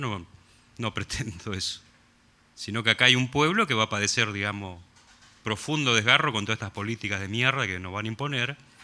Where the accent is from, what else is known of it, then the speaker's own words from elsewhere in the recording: Argentina; como argentinos, argentinas, tenemos el derecho de hacerlo y pedir explicaciones